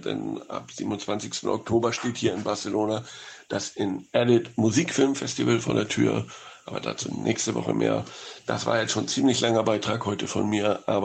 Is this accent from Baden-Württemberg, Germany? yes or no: no; Hamburg, Germany; in meiner Heimatstadt Hamburg